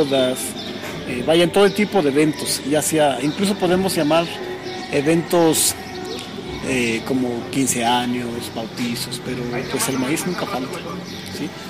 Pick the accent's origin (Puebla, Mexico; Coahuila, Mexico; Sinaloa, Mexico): Puebla, Mexico; Xochitlán de Vicente Suárez; de la Unidad Indígena Totonacanáhuatl, y soy originario de la Junta Auxiliar Xoatecpa Xochitlán de Vicente Suárez, Puebla.